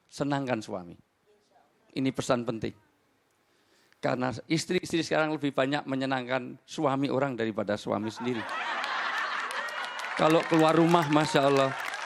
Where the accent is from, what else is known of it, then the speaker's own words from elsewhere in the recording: Java, Indonesia; orang mati, terutama di Jawa, saya asli orang Jawa